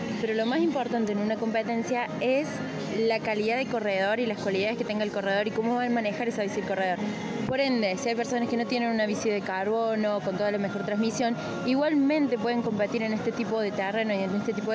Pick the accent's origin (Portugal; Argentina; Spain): Argentina; Córdoba; vengo de Córdoba capital.